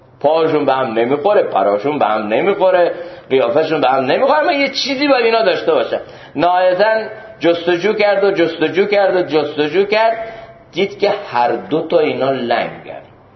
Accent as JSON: {"language": "Persian", "country": "Iran", "said": "من از ایرانم و از یه جای دیگه است."}